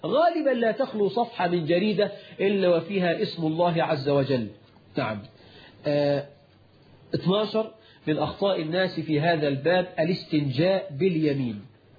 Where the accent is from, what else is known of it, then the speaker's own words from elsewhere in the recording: Egypt; رش الميه عندنا في مصر عاده